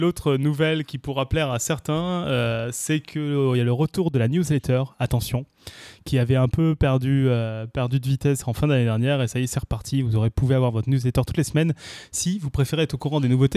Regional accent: Tournefeuille, Occitanie, France; also born or lived in Paris; Non, je suis né à Paris, j'ai grandi à Tournefeuille.

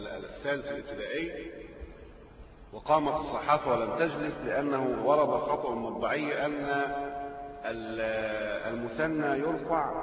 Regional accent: Egypt

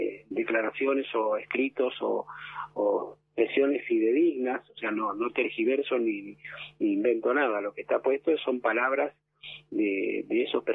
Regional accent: Argentina; Somos argentinos

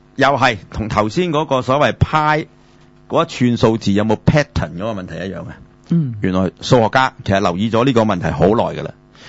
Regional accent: Hong Kong; 我哋香港人就叫質數，大陸呢就叫數數。

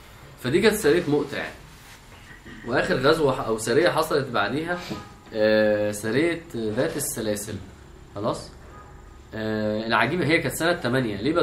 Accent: Egypt; احنا كمصريين فعلا في كميه كرياتيفيتي في الفكاهه والميمز فظيعه فعلا

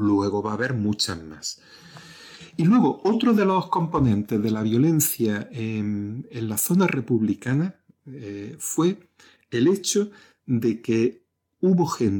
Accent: Torrox, Andalusia, Spain; en mi pueblo, en Torrox, pues mataron a 3 personas durante este periodo

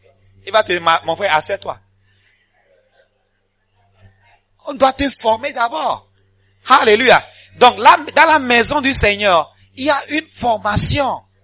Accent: Ghana; moi j'ai un diplôme, je viens du Ghana, un diplôme bilingue anglais-français, et vous commencez à parler anglais.

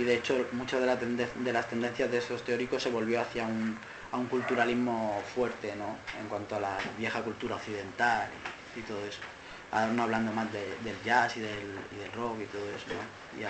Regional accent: Alicante, Valencian Community, Spain; bueno, porque yo vengo de Alicante

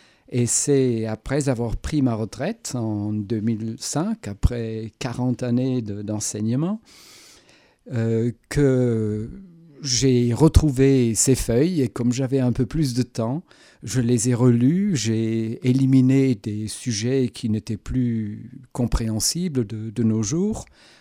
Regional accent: Germany; French is a second language; tout ce qui m'était arrivé avec des Français ou en France en tant qu'Allemand

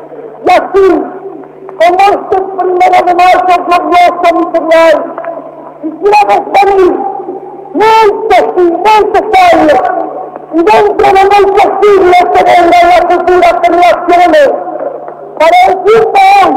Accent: Argentina; Soy un hombre de bien. Soy un argentino.

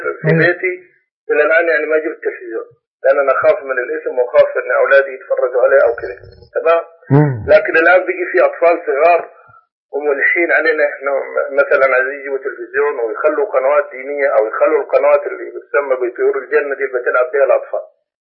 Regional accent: Upper Egypt, Egypt; عندنا في الصعيد يعني ناس كثيرة ماشي بالشيء هذا

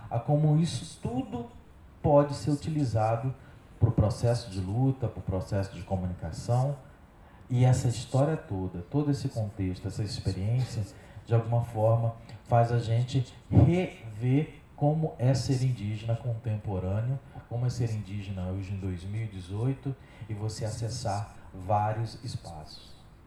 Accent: Rio de Janeiro, Brazil; also born or lived in São Paulo; Eu fui feito na Bahia, nasci em São Paulo, voltei para a aldeia e a adolescência me criei aqui no Rio de Janeiro.

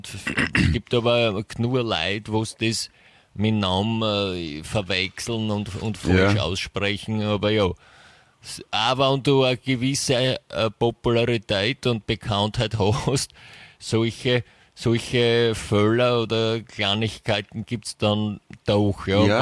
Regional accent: England, United Kingdom; Ich bin ja in England aufgewachsen.

